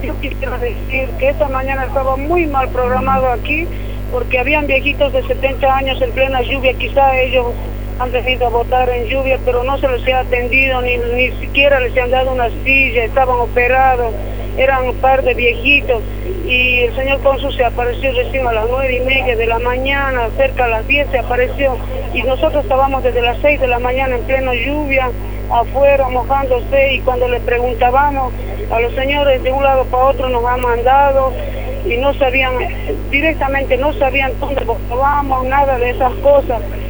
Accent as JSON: {"language": "Spanish", "country": "Bolivia", "lives_now": "Argentina", "said": "Para nosotros que somos bien bolivianos."}